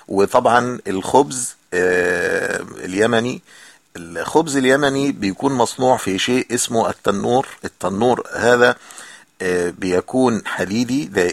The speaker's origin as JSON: {"language": "Arabic", "country": "Egypt", "said": "يعني كان عندنا في مصر نقول فطار أو إفطار"}